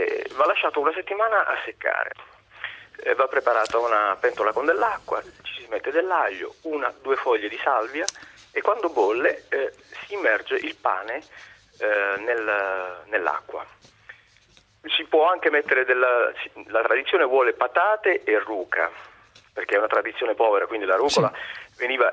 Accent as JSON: {"language": "Italian", "town": "Foggia", "region": "Apulia", "country": "Italy", "said": "io vengo dalla Puglia, dal Tavoliere delle Puglie, da Foggia."}